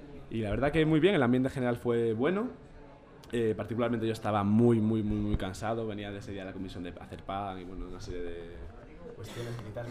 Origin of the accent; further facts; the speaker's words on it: Móstoles, Community of Madrid, Spain; moved away as an adult; now in Chile; Bueno, hola … vengo de Móstoles, un barrio de clase trabajadora de la periferia de Madrid. Estoy en Chile estudiando con una beca en la universidad